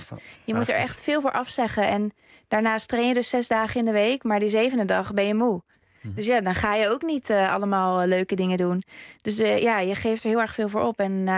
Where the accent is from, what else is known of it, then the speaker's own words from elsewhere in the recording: Zoetermeer, South Holland, Netherlands; moved away; op een gegeven moment heb ik dan wel de keuze gemaakt om van Zoetermeer, waar ik opgegroeid ben, naar Heerenveen te verhuizen